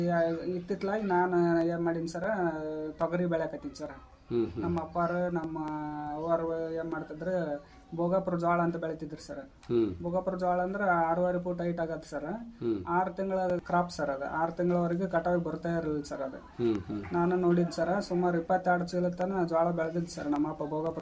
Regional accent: Chilakamukhi, Karnataka, India; ಕೊಪ್ಪಳದಿಂದ 22 kilometre ಆಗುತ್ತೆ sir.

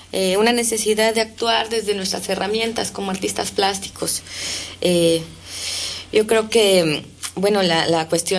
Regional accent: Mexico; no solo somos mexicanos, sino también hay gente catalana

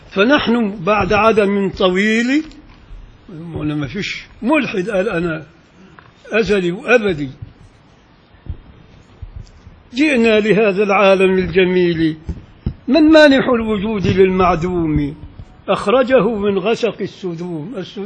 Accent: Upper Egypt, Egypt; عندنا في الصعيد ما يصحش أبدا تقدم في العزة إلا القهوة السادة.

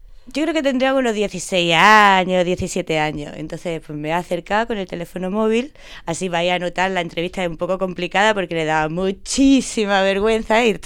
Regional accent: Andalusia, Spain; yo llamo una niña, soy de andaluza también

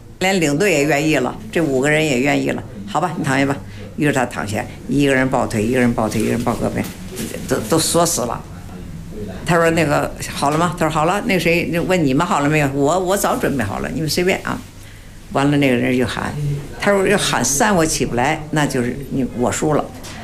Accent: Baoding, Hebei, China; 因为我们是保定人嘛，也得算，属于保定府管。

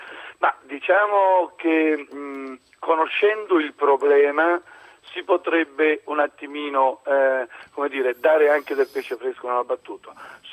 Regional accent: Marche, Italy; c'è una saggezza popolare dalle nostre parti. Io sono marchigiano e spesso e volentieri sono spesso nei porti

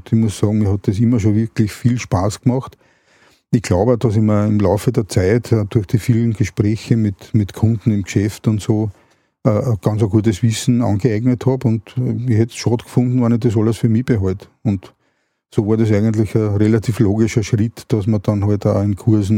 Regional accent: Vienna, Austria; Na, es war so, dass wir aufs Land gezogen sind. Also ich komme ursprünglich aus Wien.

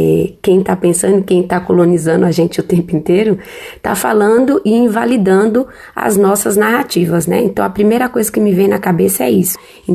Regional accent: Brazil; E a gente, nós, como brasileiros, né, deveríamos conhecer.

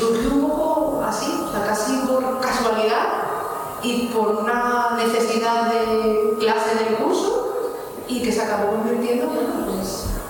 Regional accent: León, Castile and León, Spain; yo soy de León, a León tampoco podía desplazarme a hacer entrevistas

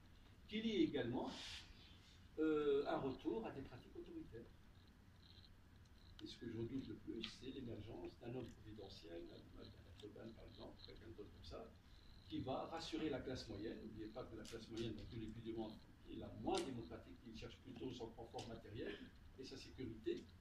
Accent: Tunisia; Mais chez nous, en Tunisie, quel est notre environnement?

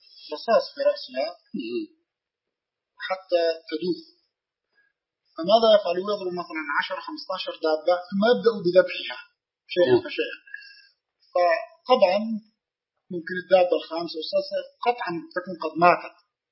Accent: Palestine; now in Canada; أنا من فلسطين.

